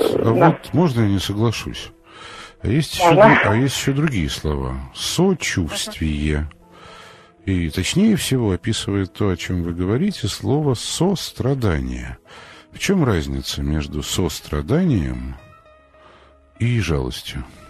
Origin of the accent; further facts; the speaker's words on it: Moscow, Russia; Вот посмотрели мы, москвичи, в метро в основном.